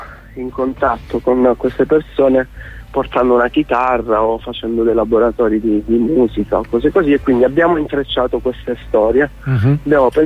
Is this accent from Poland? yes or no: no; Crotone, Calabria, Italy; Poi io sono di Crotone